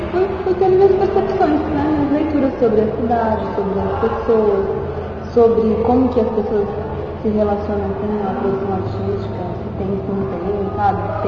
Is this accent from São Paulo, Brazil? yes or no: yes; São Paulo, Brazil; E, assim, como paulista, a gente estranha quando percebe que o Brasil inteiro tem preconceito contra o paulista.